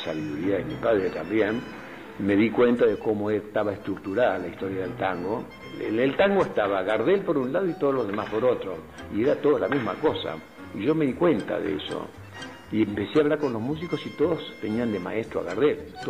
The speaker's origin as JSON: {"language": "Spanish", "region": "Montevideo", "country": "Uruguay", "tie": "born there", "also_born_or_lived": "Buenos Aires, Argentina", "said": "yo soy nacido en Montevideo, y también soy porteño. Y tengo las dos ciudadanías, porque mi madre es argentina y mi padre era uruguayo. A los 6 años hice mi primer viaje solo de Montevideo a Buenos Aires"}